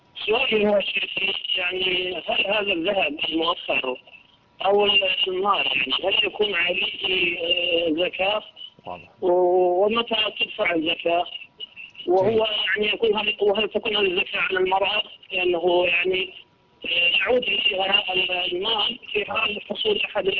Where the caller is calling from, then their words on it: Iraq; عندنا في العراق ينقسم صداق المرأة على قسمين، مقدم ومؤخر.